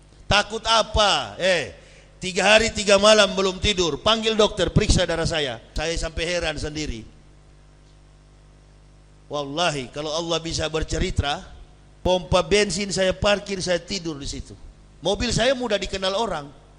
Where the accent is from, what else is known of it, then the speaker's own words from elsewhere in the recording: Manado, North Sulawesi, Indonesia; saya orang Manado.